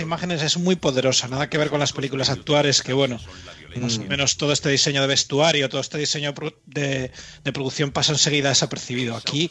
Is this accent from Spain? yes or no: yes; Navia, Asturias, Spain; Yo la vi en mi pueblo, en Navia, mi pueblo natal. Viviendo en Navia.